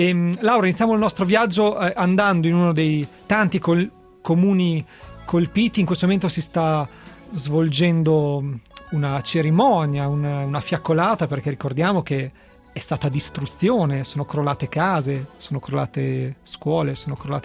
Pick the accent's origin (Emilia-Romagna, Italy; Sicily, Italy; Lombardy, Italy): Emilia-Romagna, Italy; Un emiliano sono io, ho avuto la possibilità di raccontare la mia terra